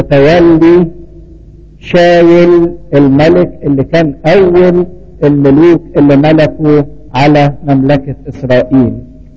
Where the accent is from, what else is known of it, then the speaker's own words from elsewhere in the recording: Egypt; واتكلمنا عننا كمصريين، احنا من نسل مصرايم ابن حام